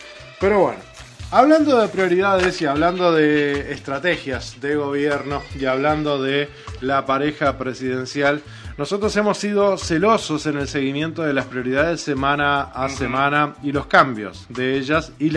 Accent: Uruguay; nosotros nos resignábamos como uruguayos a tener simplemente un intendente

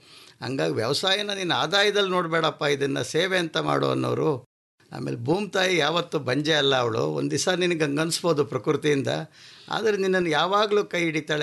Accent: Sakleshpur, Karnataka, India; sir, ನಾನು ಸಕಲೇಶ್ಪುರ, ಹಾಸನ್ ಜಿಲ್ಲೆ

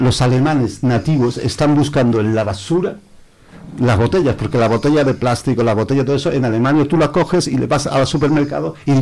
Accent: Spain; yo, como muchos españoles, no van a trabajar por 30 euros al día

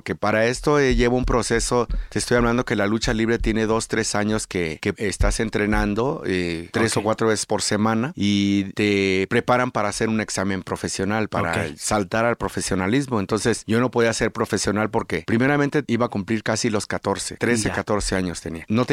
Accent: Acapulco, Guerrero, Mexico; Soy del puerto de Acapulco.

